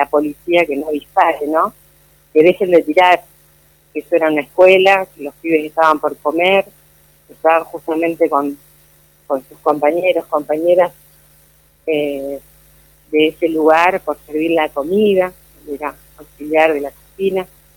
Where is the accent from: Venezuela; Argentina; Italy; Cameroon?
Argentina; Entre Ríos; yo no viví aquí, soy entrerriana … somos entrerrianos, digamos, y el lugar de donde provengo, donde crecí, a pesar de ser un lugar muy pequeño